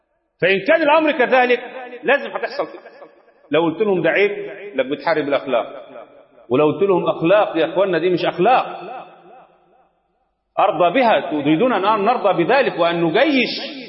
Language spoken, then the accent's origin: Arabic; Egypt; فلا يشرفنا كمصريين ولا كمسلمين